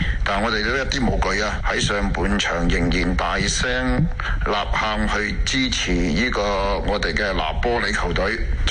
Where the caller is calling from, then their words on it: Ohio, United States; 手下留情的主持人和观众大家好，